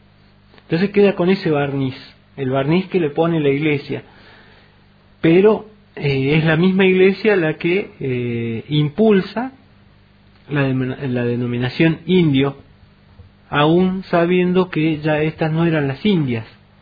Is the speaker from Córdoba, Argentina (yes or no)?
yes; Alpa Corral, Córdoba, Argentina; yo provengo de un pueblo de la Sierra de Córdoba que se llama Alpacorral, otro de los pueblos que conserva su nombre originario